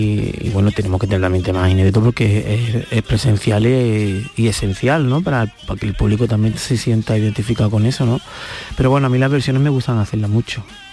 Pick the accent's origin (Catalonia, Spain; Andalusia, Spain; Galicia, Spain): Andalusia, Spain; Torremolinos; en el Palacio de Congresos de mi tierra, de Torremolinos.